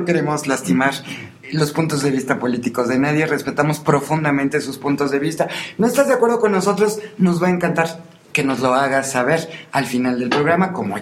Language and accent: Spanish; Mexico; Digo, uno como mexicano va ahí y te paras junto a un atleta y pareces un bastón, ¿no?